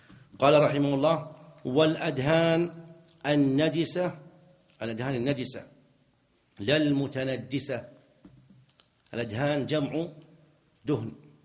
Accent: Najd, Saudi Arabia; لكنهم سابقا وعندنا في نجد كانوا إذا أرادوا أن يبيعوا المصحف

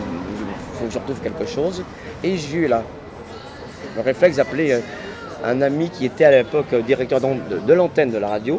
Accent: Pays de la Loire, France; born there; Et je suis né en Vendée.

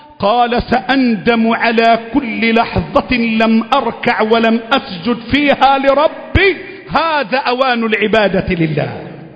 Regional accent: Egypt; اللهم احفظ بلدنا مصر

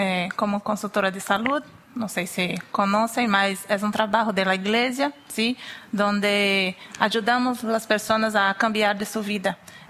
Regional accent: Northeast Region, Brazil; Spanish is a second language; soy de Brasil, nordeste de Brasil

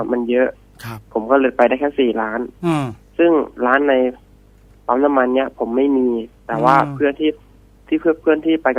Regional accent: Chanthaburi, Thailand; ผมมาเป็นคนจังหวัดจันทบุรีครับ

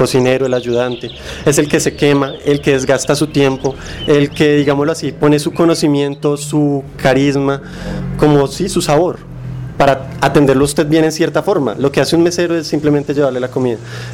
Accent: Colombia; Es más como tradición colombiana o un arraigamiento mal formado colombiano, en el cual pues los hombres no nos desempeñamos en ese campo normalmente.

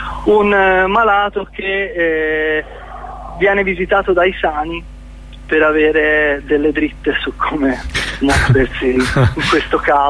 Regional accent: Pisa, Tuscany, Italy; Sì, per noi veniamo da Pisa, per cui non è che abbiamo possibilità di ascoltare la vostra radio

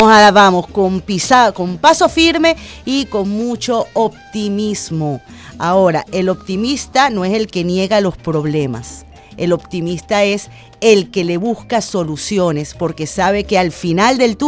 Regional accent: Venezuela; todos los venezolanos, en el fondo todos los venezolanos, sin distingo de posturas políticas

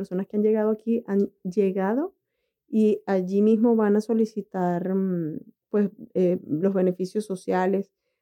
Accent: Venezuela; Paola es colombiana y yo soy venezolana.

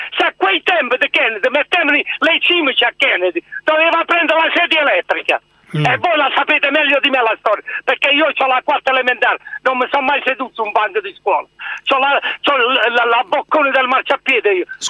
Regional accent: Andria, Apulia, Italy; io sono di Andria

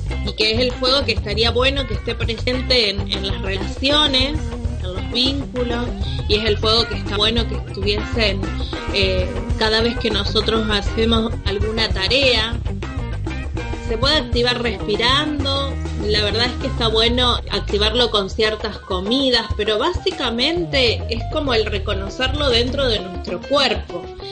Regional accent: Paraná, Entre Ríos, Argentina; soy de Madre Tierra, soy de Paraná Entre Ríos

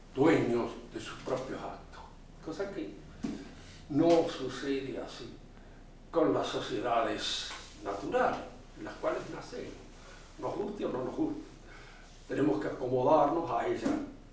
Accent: Argentina; No hemos elegido ser argentinos, somos. Hemos nacido. Y por el nacimiento somos argentinos.

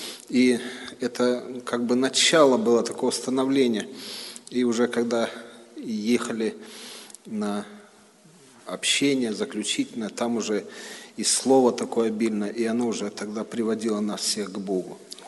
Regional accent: Khartsyzsk, Donetsk Oblast, Ukraine; moved away; Ну а мы росли в Харциске, там речка такая у нас скалистая, и мы любили с этих скал прыгать.

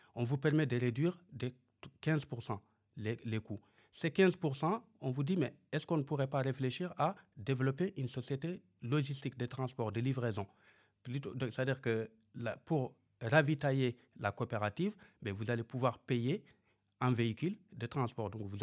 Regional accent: Guidimaka, Mauritania; moi, je suis de Guidimara

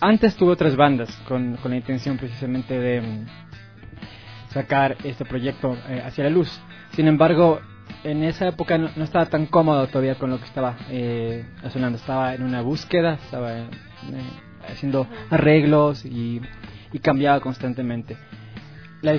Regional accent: Cuenca, Azuay, Ecuador; born there; Yo nací en Cuenca hace muchos años

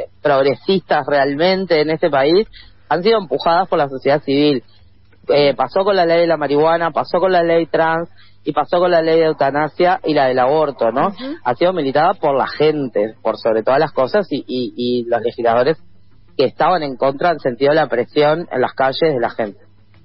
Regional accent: Argentina; nosotros somos, en Argentina nos hacen montones de jodas con que somos lentos, hablamos lento, lo cual es cierto

